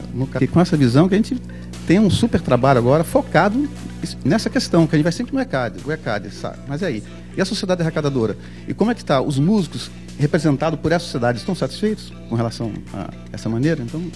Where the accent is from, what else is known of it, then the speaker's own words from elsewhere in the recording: Brasília, Federal District, Brazil; Eu sou de Brasília